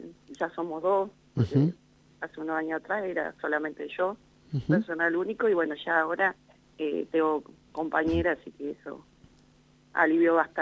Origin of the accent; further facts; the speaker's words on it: Santa Isabel, La Pampa, Argentina; now in Limay Mahuida, Argentina; Yo soy oriunda de Santa Isabel, en realidad.